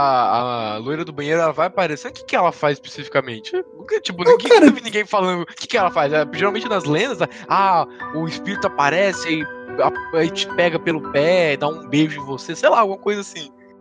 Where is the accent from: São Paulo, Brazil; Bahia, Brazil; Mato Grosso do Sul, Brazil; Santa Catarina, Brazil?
Mato Grosso do Sul, Brazil; born there; Que eu ouvi essa história quando eu era menor. É, que eu nasci no Mato Grosso do Sul